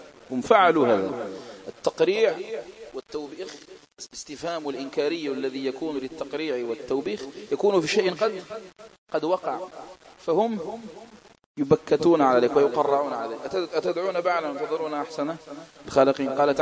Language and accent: Arabic; Algeria; خاصة في بلادنا الجزائر